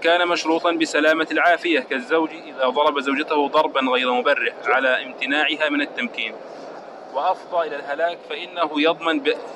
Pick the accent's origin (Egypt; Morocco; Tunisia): Egypt; طيب عندنا في مصر يقول اكسر واحنا نجبس